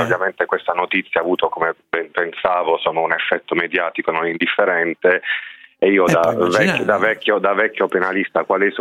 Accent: Bari, Apulia, Italy; io, insomma, sono di Bari, come molti sanno

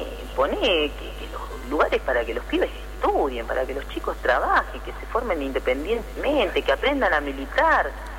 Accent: Tigre, Buenos Aires Province, Argentina; me crié en Tigre y en la época de la dictadura pasaba esto.

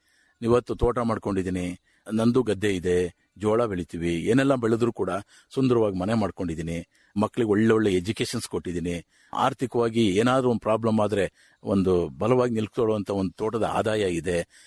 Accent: Uduvare, Karnataka, India; ಹಾಸನ ತಾಲೂಕು ಕಟ್ಟವಾಗಿಲ್ಲ ಉಡುವರೆ ಗ್ರಾಮ, ಗೋರೂರಿನಿಂದ 2 ಕಿಲೋಮೀಟರ್ ನನ್ನ ಗ್ರಾಮ.

